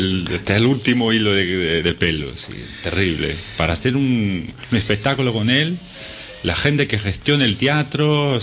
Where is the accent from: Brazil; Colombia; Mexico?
Brazil; Spanish is a second language; como Caro y yo somos de Brasil